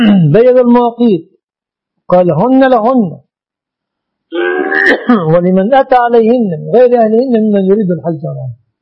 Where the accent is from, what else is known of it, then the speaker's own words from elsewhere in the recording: Egypt; هذه وسيلة مواصلات ظهرت في بلادنا مصر